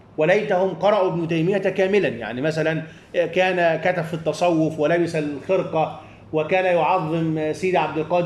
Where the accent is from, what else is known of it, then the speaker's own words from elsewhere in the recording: Egypt; ورغم كل هذا أنا دائما ما أقول عندنا في مصر